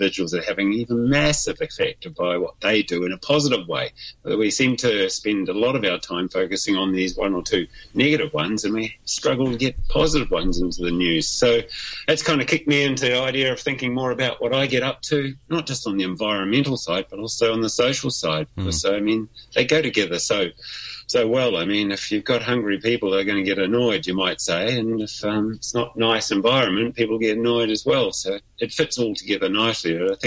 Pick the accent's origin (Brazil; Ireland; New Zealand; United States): New Zealand; since we spoke a week ago, being a Kiwi and what impact one person in New Zealand has made around the world